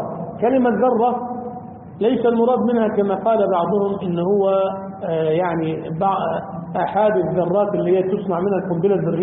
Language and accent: Arabic; Damietta, Damietta Governorate, Egypt; أو يعمل خشب زي عندنا في دمياط مثلا